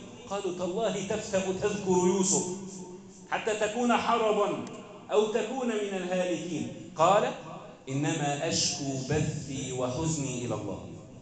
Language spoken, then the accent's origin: Arabic; Egypt; اللهم اجعل بلدنا مصر أمنا أمانا